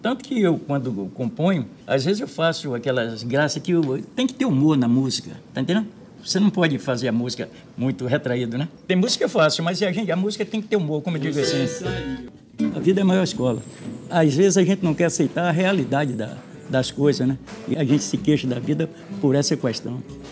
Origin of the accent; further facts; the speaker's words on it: São Caetano, Bahia, Brazil; Rapaz, eu sou lá de São Caetano, nasci em São Caetano.